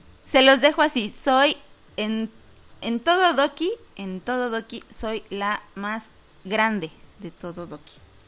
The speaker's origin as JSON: {"language": "Spanish", "country": "Mexico", "said": "Es complicado dar las efemérides de la semana porque yo soy de México."}